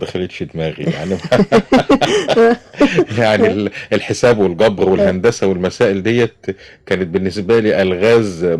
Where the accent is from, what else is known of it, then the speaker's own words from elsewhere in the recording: Kafr El Sheikh, Kafr El Sheikh Governorate, Egypt; also born or lived in Tanta; كانت أسرة والدتي هناك، واتولدت في بيتهم في شارع الحلو، وبعدين كبرت شوية فأخدني والدي لكفر الشيخ اللي هي موطن الأصلي.